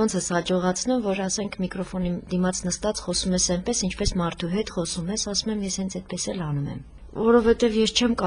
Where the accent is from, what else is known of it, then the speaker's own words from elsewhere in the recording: Lori, Armenia; են Ճարտար գյուղից։ Տեղափոխվել են Նոյեմբերյան և արդեն 300 տարի է, ես բնիկ լոռեցի եմ։